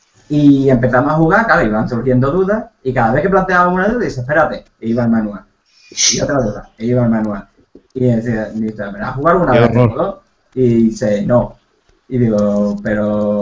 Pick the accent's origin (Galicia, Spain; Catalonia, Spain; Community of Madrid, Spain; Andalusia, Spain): Andalusia, Spain; Seville; Para mí es Troyes de toda la vida y con la S aspirada, como buen sevillano.